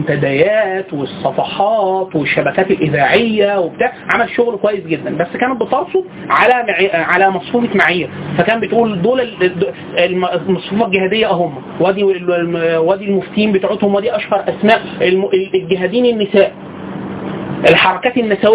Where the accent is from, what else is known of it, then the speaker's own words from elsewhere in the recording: Egypt; حتى في وجهه نظرنا احنا كمصريين